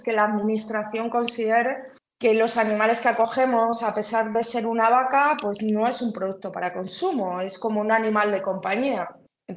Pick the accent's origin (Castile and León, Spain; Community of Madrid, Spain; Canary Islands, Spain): Castile and León, Spain; yo soy de un pueblo muy cerca de Tordesillas, ¿no? De la España profunda. Y a mí me ha pasado volver a mi pueblo, ¿no? En Navidad con mi familia y tal.